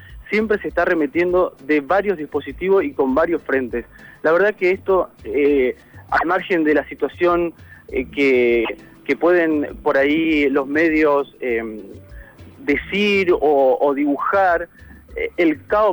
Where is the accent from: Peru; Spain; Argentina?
Argentina; La verdad que es preocupante lo que nos está pasando como argentinos